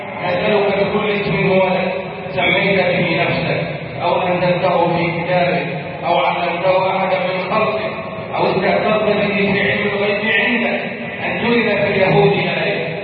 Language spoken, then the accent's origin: Arabic; Egypt; واحفظ بلدنا مصر